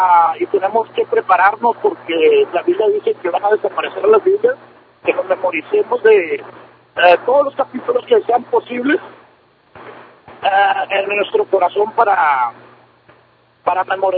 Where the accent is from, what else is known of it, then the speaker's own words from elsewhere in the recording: Brownsville, Texas, United States; now in Houston, United States; Mire, yo soy originario de Brownsville, Texas.